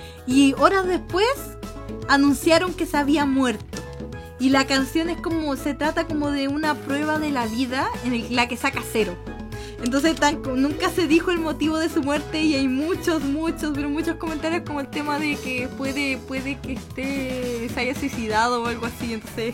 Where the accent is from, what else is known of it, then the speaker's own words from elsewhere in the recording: Santiago, Santiago Metropolitan Region, Chile; Sí, soy de Chile. Soy chilenita, de hecho soy de la capital de Chile